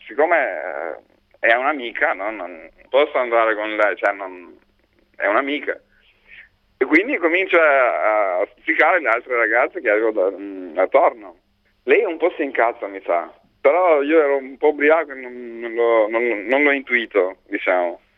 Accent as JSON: {"language": "Italian", "town": "Tirana", "region": "Tirana County", "country": "Albania", "second_language": "Italian", "said": "Io vengo da Tirana, dall'Albania."}